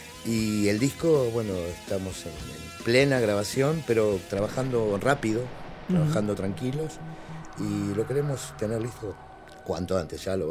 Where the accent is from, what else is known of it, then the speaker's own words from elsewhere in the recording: Argentina; O sea, seguimos siendo argentinos.